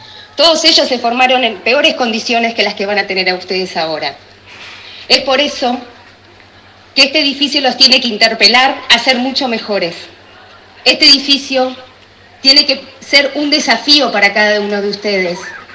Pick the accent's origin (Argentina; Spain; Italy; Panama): Argentina; Tandil, Buenos Aires Province; born there; porque nací en Tandil y vi las luchas y los reclamos.